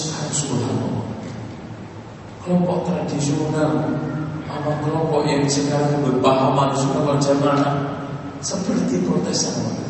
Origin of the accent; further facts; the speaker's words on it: Java, Indonesia; Saya orang Jawa aja hormatin.